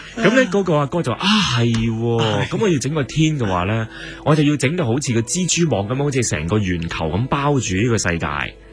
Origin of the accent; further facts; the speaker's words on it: China; 其实我哋中国人以前都系武权噶，系武系社会嚟嘅